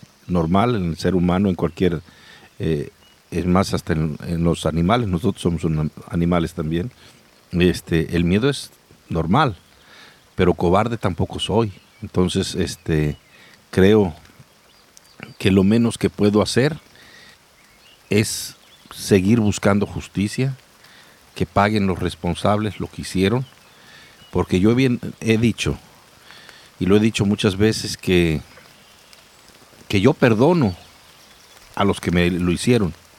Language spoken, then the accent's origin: Spanish; Mexico; El beneficio para mí como mexicano